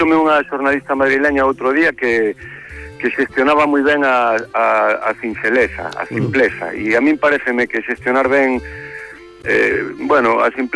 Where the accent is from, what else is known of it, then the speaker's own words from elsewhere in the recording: A Coruña, Galicia, Spain; born there; presentei o disco na miña cidade. Eu son coruñés de nacemento